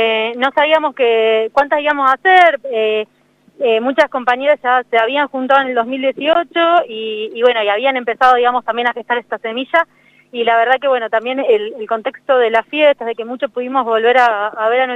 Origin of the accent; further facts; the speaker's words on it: Ingeniero Luiggi, La Pampa, Argentina; born there; now in Río Negro, Argentina; yo soy nacida acá en Ingeniero Luigi, hace unos años que vivo en Río Negro, soy médica.